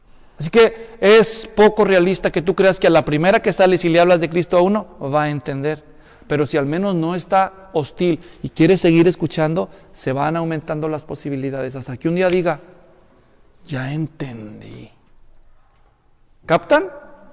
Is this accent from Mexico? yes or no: yes; Ocotlán, Jalisco, Mexico; Si es de Ocotlán, de donde yo soy.